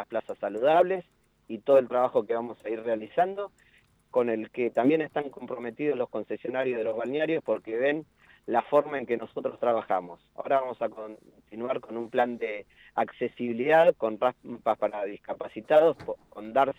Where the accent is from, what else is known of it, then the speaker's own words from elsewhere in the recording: Mar del Plata, Buenos Aires Province, Argentina; yo nací en Mar del Plata acá, siempre viví en Mar del Plata, todos me conocen